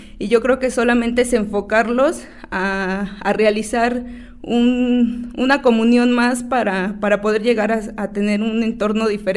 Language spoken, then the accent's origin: Spanish; Tepoztlán, Morelos, Mexico; Soy una joven de Tepoztlán, dice mi abuelo que soy una doncella teposteca. Tengo 23 años, estoy estudiando actualmente la carrera de Derecho en la ciudad de Cuernavaca.